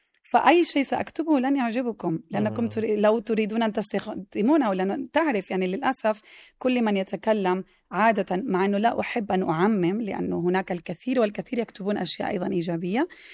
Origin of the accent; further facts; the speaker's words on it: Mecca, Makkah Province, Saudi Arabia; تربيت وترعرعت ونشأت في مكة